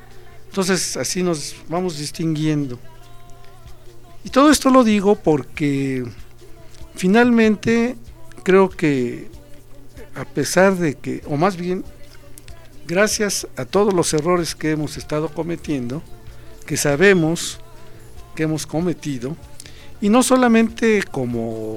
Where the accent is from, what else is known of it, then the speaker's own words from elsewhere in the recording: Mexico; Decimos, unos son canadienses, otros son estadounidenses, otros somos mexicanos.